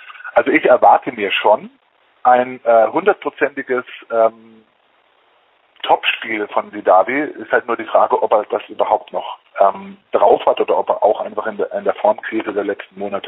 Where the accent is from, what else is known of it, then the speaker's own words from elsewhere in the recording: Stuttgart, Baden-Württemberg, Germany; Als Stuttgarter würde ich den 8. Platz jetzt mal nehmen